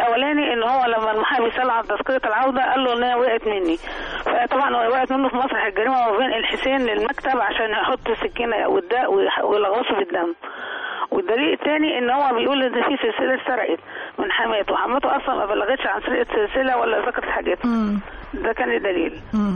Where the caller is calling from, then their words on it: Giza Governorate, Egypt; من الجيزه.